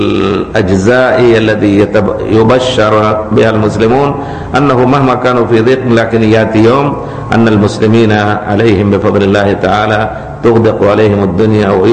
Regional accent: India; Arabic is a second language; لكن أنا بتجربتي وأنا هندي

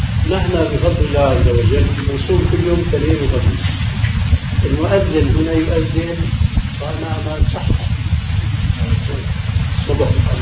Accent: Meknes, Fès-Meknès, Morocco; في بلدي مكناس مغرب

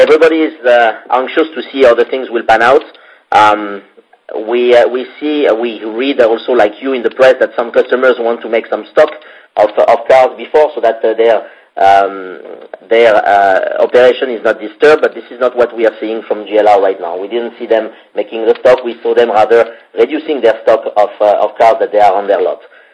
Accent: France; accent: French; That must be my French accent.

